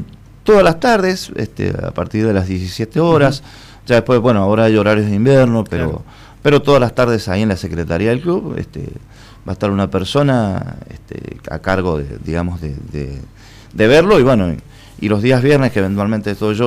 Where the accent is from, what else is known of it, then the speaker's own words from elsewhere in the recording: San José, Mendoza, Argentina; born there; el Uribe de San José, donde yo nací.